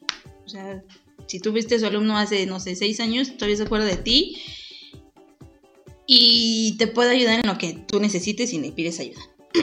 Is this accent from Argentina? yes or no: no; northern Mexico, Mexico; ¡Sí, yo soy norteña!